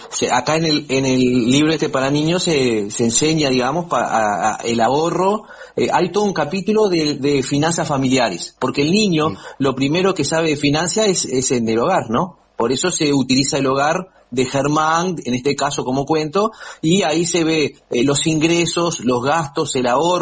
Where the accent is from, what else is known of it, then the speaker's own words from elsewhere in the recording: Montevideo, Uruguay; Y yo soy de Montevideo